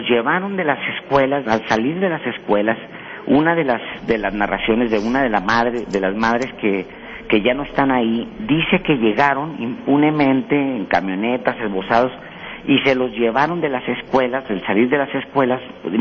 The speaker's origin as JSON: {"language": "Spanish", "country": "Mexico", "said": "la única información que nosotros tenemos como mexicanos"}